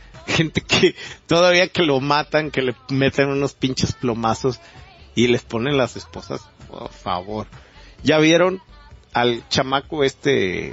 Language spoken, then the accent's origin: Spanish; Mexico; como mexicanos, con las características muy remarcadas que tenemos, por nuestra idiosincrasia tan singular, ¿no?, como mexicanos